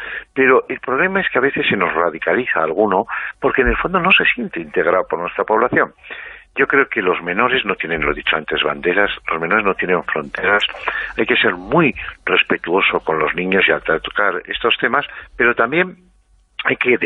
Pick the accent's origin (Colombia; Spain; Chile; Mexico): Spain; tienen intereses a veces que a nosotros, como españoles, se nos confunde